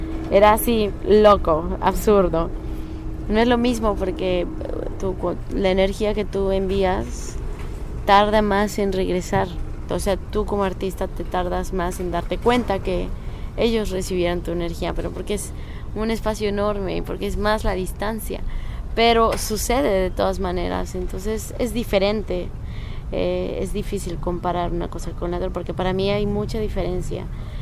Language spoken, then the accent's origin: Spanish; Veracruz, Mexico; moved away; Sí. Yo crecí en Veracruz y me fui de Veracruz por muchos años, pero ahora ya volví.